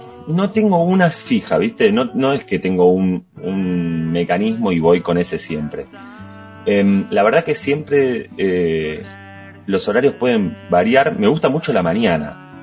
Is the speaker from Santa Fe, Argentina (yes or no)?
no; Wilde, Buenos Aires Province, Argentina; now in Buenos Aires, Argentina; nosotros somos casi todos del sur, yo vivo en Capital pero soy de Wilde.